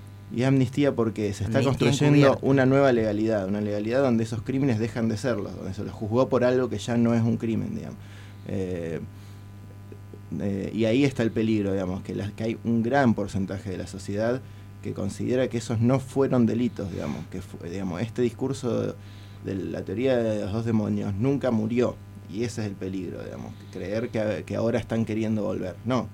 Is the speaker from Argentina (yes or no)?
yes; Argentina; lo que somos como argentinos